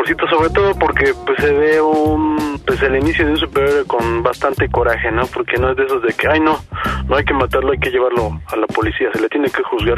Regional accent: Mexico; afortunadamente no somos gringos, somos mexicanos.

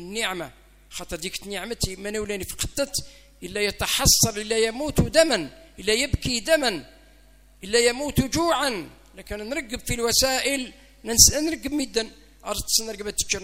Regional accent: Algeria; بلادنا الجزائر ربي يحفظ الجزائر من شرقها إلى غربها ومن شمالها إلى جنوبها

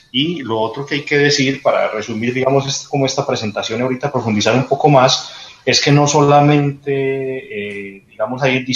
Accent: Colombia; Como colombiano, pues me siento también apenado por esta situación

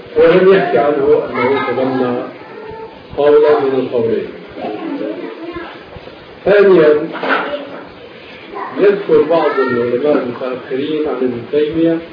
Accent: Damascus, Damascus Governorate, Syria; كان هناك قبل وجود المكتبة الظاهرية عندنا في دمشق

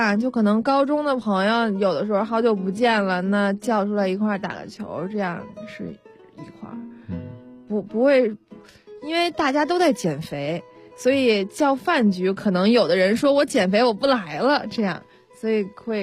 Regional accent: Beijing, China; 我是北京的。

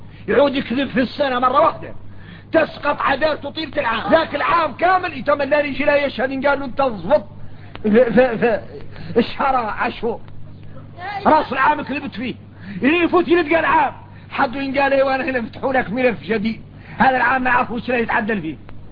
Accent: Mauritania; احنا درك موريتاني عندنا فهم عن مولانا خاص

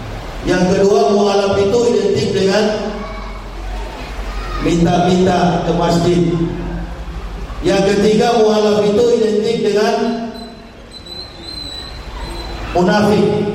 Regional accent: Manado, North Sulawesi, Indonesia; Saya dilahirkan di kota Manado.

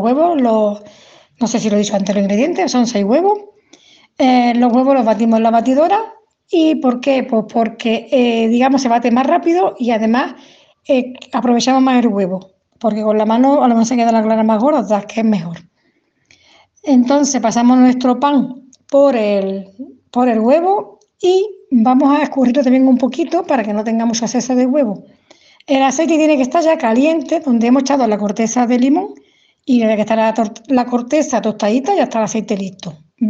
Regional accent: El Puerto de Santa María, Andalusia, Spain; Típicas de mi pueblo, del puerto de Santa María, Cádiz.

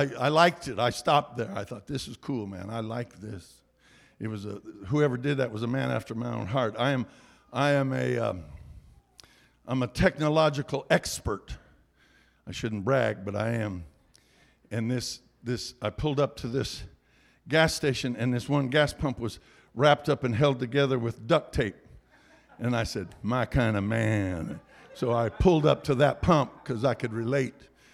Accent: California, United States; I'm from California. We got people look like they came from Mars.

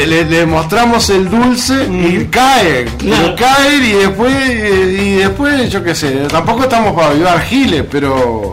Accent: Uruguay; Hoy tenemos una situación climatérica que nos afecta a todos como uruguayos.

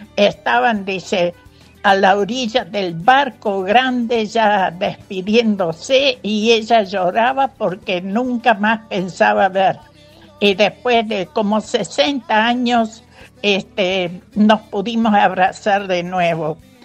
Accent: Netherlands; moved away; yo también soy inmigrante de Holanda. Después de como, no sé, no me acuerdo yo las fechas, pero como 60 años después que venimos

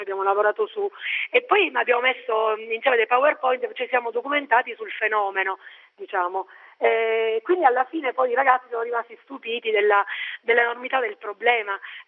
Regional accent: Castelvetrano, Sicily, Italy; io insegno in un liceo delle scienze umane nel mio paese, Castelvetrano

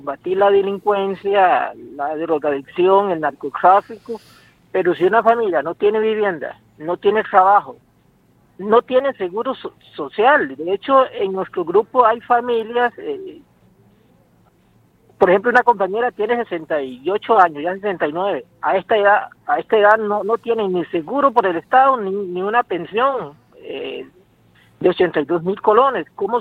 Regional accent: Guácimo, Limón, Costa Rica; soy de Guasim y ahorita estamos organizando un grupo de vivienda en el distrito de Río Jiménez.

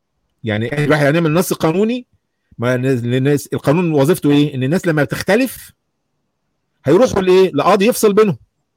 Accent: Egypt; عندنا في مصر

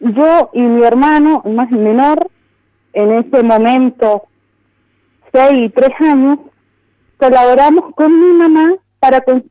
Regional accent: Las Loicas, Mendoza, Argentina; now in Malargüe, Argentina; Yo nací y me crié toda mi vida en Las Loicas. Actualmente estoy trabajando en Malargüe

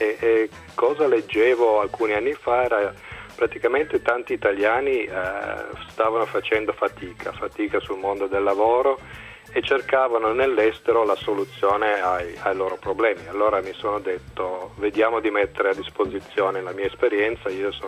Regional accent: Borgo San Dalmazzo, Piedmont, Italy; moved away as an adult; also born or lived in England; Io sono partito da Borgo San Dalmazzo, provincia di Cuneo, sono cresciuto lì, poi a 19 anni sono andato a studiare in Inghilterra all'università, mi è piaciuta un sacco, quindi sono rimasto lì in Inghilterra per 10 anni

